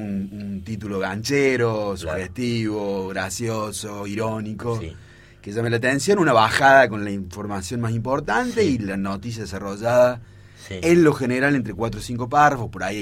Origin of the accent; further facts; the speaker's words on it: Córdoba, Argentina; No, soy de Córdoba.